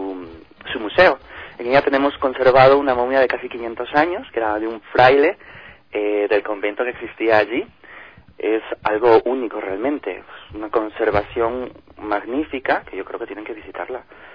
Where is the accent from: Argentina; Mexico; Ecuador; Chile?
Ecuador; also born or lived in Spain; Yo he vivido casi toda mi vida fuera, pues más con España, pero soy ecuatoriano, amo mi país y hemos estado luchando por extender nuestra cultura allí. Y ahora hemos vuelto, junto con mi familia, hace muy poquitos meses